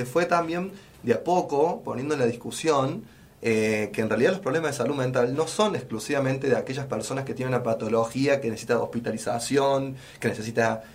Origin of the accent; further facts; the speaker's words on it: Córdoba, Argentina; por lo menos para mí como como cordobés y bueno, y como profesional de salud